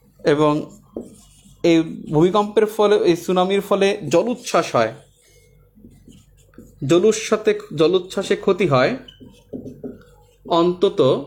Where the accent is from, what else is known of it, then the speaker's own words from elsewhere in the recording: Patuakhali, Barisal Division, Bangladesh; আমার বাড়ি পটুয়াখালী